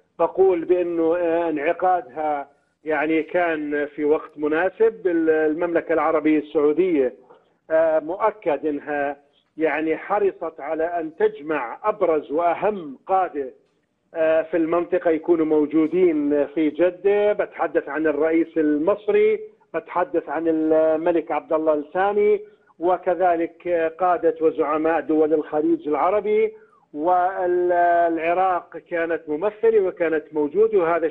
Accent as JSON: {"language": "Arabic", "country": "Jordan", "said": "هذا بيعني إلي كأردني، بيعني إلي كمحلل"}